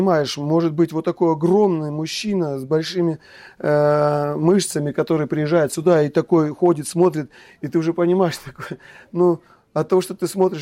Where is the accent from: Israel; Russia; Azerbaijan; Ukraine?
Russia; Kislovodsk, Stavropol Krai; хотя рос на Кавказе, есть там такое понятие, как брат, потому что там многонациональный, я вырос в Кисловодске, многонациональный город